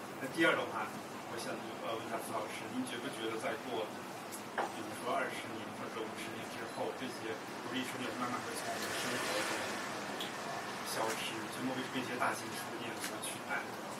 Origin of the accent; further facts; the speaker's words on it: China; now in Hong Kong; 然后呢，我也是大陆那边过来的